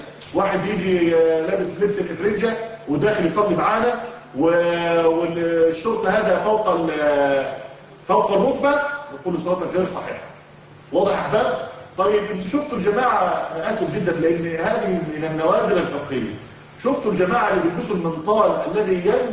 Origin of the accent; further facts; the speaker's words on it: Egypt; طبعا إحنا عندنا في الريف المصري الفلاحين لما إحنا طبعا من بيئة كلها فلاحين وزراعة ولسنا من المدينة